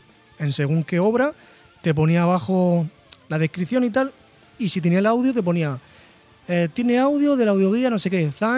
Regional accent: Region of Murcia, Spain; No, pero hablemos, que somos de Murcia.

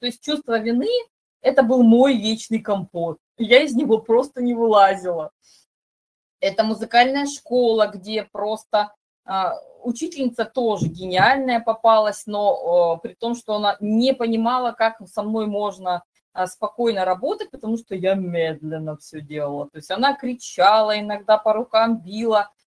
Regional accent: Crimea, Ukraine; born there; при том, что я родилась в Крыму, мне ставили рахит.

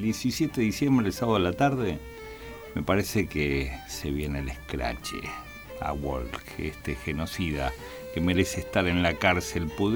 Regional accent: Mar del Plata, Buenos Aires Province, Argentina; He nacido en Capital Federal, pero criado acá y exiliado y vuelta aquí a Mar del Plata, de idas y vueltas.

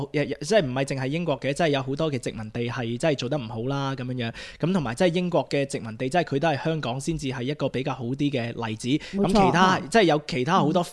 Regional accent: Australia; also born or lived in Hong Kong; 即係我喺澳洲大啦，我時常都要同啲西人解釋咧，就係話，即係我身為一個香港人咧

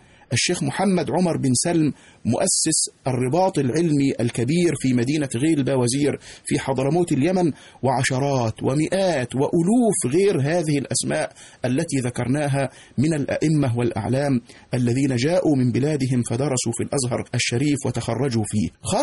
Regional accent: Egypt; التي تكشف لنا كمصريين كم أن هذا البلد العظيم استقبل الوافدين من مختلف بلاد المعمورة

